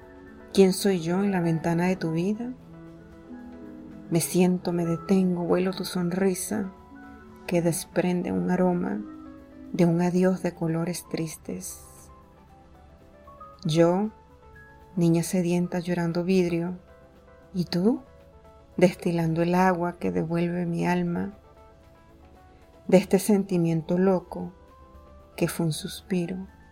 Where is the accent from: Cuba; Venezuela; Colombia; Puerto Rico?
Venezuela; soy venezolana, amante de la poesía